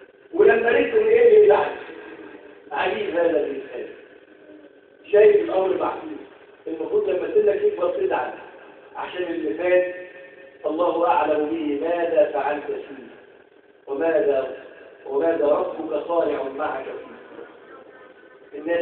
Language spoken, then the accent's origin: Arabic; Egypt; احفظ بلدنا مصر وسائر بلاد المسلمين اجمعين يا رب العالمين.